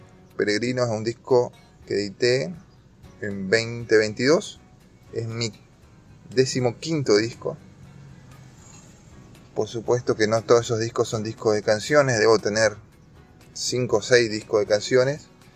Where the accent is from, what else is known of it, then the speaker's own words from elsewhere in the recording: Posadas, Misiones, Argentina; also born or lived in Godoy Cruz, Mendoza; músico de la provincia de Misiones, de Posadas, Misiones, Capital. Aquí desarrollé toda mi carrera musical, aunque nacido en la ciudad de Mendoza, en Godoy Cruz.